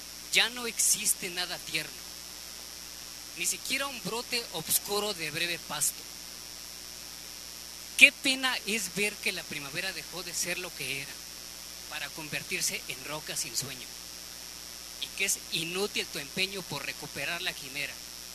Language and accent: Spanish; Puebla, Mexico; yo soy del estado de Puebla y pues vengo aquí al DF a pasar un rato con mi familia